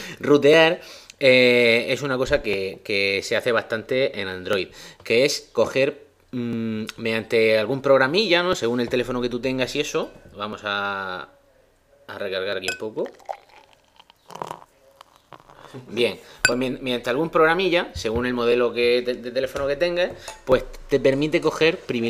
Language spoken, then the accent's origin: Spanish; Spain; somos como somos, y los españoles siempre somos así